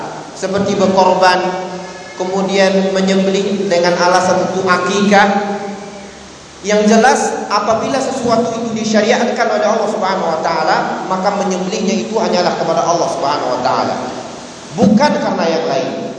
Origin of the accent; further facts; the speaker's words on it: Bukittinggi, West Sumatra, Indonesia; kampung saya contohnya di Sumatera Barat, di Bukit Tinggi